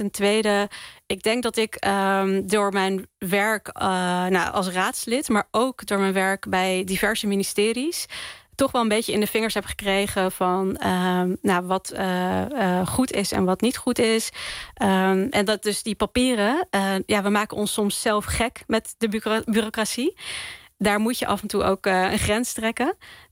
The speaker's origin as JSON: {"language": "Dutch", "town": "The Hague", "region": "South Holland", "country": "Netherlands", "lives_now": "Rotterdam, Netherlands", "said": "want ik kom uit Den Haag. Ik woon nu in Rotterdam."}